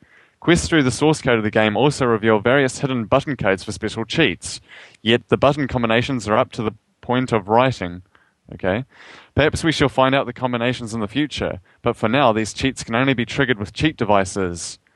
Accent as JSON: {"language": "English", "country": "New Zealand", "accent": "New Zealand", "said": "You like making fun of my New Zealand accent."}